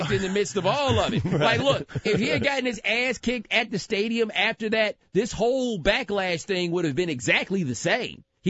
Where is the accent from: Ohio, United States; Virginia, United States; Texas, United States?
Texas, United States; Houston; Like I grew up in Houston.